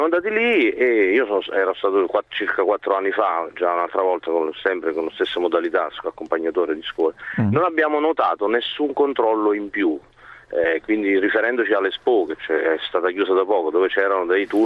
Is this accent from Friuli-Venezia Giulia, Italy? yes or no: no; Emilia-Romagna, Italy; siamo della Romagna, qui in provincia di Rimini.